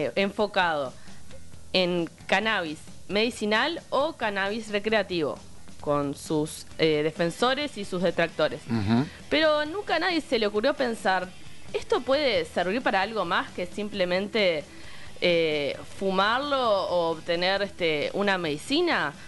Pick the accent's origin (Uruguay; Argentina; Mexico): Uruguay; Minas, Lavalleja; Yo soy de Minas, soy criada en Minas. Mi abuela vive a 3 cuadras de la radio.